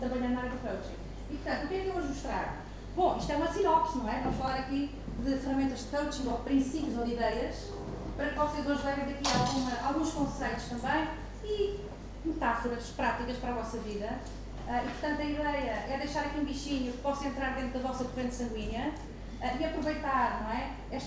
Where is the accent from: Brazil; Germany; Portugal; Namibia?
Portugal; born there; eu nasci cá, nasci em Portugal, ainda para mais, isto é uma particularidade, nasci no dia 10 de junho, que é o dia de Portugal